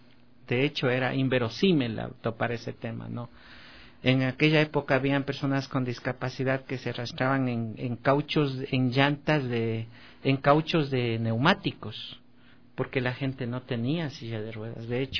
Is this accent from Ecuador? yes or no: yes; Baños de Agua Santa, Tungurahua, Ecuador; Como yo vivía en Baños de Agua Santa, mi ciudad natal, entonces allí hacer deportes de aventura era una odisea.